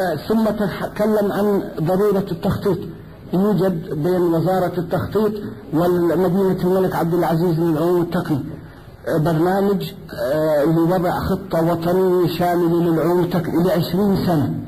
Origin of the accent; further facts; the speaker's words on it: Palestine; moved away; وطبعا انا كفلسطيني اذكر حل قضية فلسطين، قيل لي عندما نزحنا في 47 انها 7 ايام